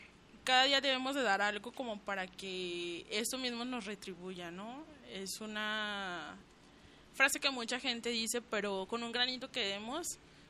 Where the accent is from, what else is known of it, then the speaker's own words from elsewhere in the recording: Colonia Morelos, Mexico; Soy de la Colonia Morelos, vivo con ella. Desde niños hemos vivido ahí, en la casa de mi abuelo, y pues ahí seguimos.